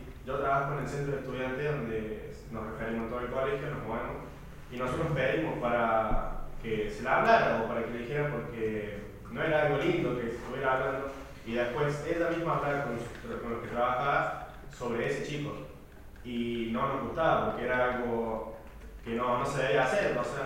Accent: France; Yo soy de la República de Francia.

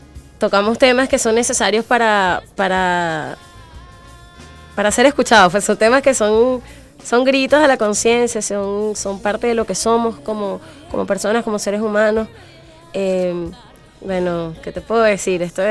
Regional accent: Guarenas, Miranda, Venezuela; also born or lived in Guatire / Caucagua; now in Caracas, Venezuela; yo nací en Caracas, me crié la mayor parte de mi infancia entre Guarenas, Guatire y Caucagua. Uh-huh. Y tengo como 8 años, ya nueve años aquí en Caracas, viviendo. Ahorita estoy en Pérez Bonalde.

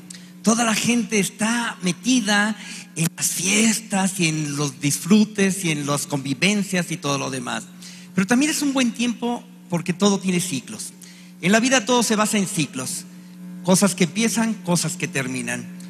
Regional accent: Chihuahua, Mexico; born there; y yo nací en Chihuahua. Mi mamá es de Zacatecas y mi papá es de Querétaro.

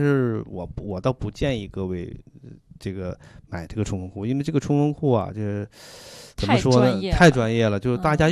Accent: China; 我们中国人的古人的智慧什么这个蓑衣和斗笠啊

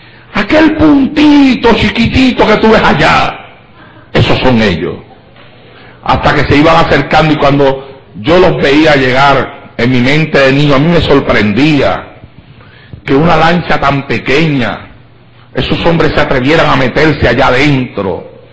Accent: Santa Isabel, Puerto Rico; como todavía los hay en mi pueblo, en Santa Isabel.

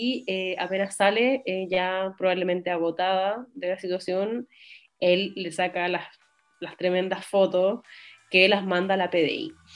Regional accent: Chile; yo creo que los chilenos somos reconocibles entre chilenos.

